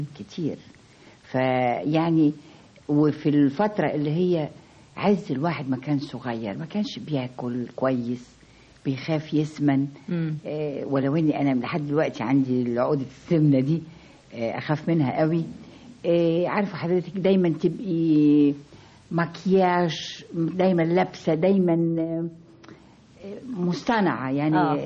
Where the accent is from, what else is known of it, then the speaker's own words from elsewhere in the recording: Egypt; ادبنا كشرقيين كمصريين.